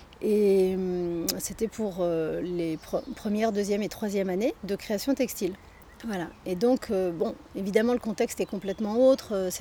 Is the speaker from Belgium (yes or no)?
no; Rennes, Brittany, France; Non, à Rennes, puisque c'est là que j'ai grandi.